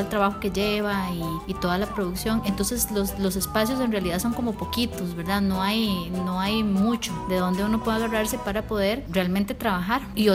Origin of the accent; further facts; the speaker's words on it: Santa Bárbara, Heredia, Costa Rica; Yo soy de Santa Bárbara. Bárbara de Heredia